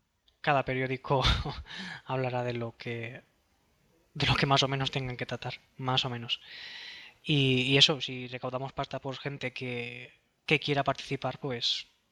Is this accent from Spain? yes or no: yes; Valencia, Valencian Community, Spain; Como yo soy de Valencia, pues dejamos a Valencia para el final.